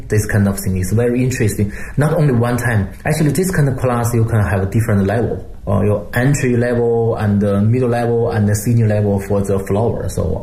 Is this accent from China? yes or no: yes; Beijing, China; English is a second language; And for me, you know, I'm from Beijing. I know Beijing a lot.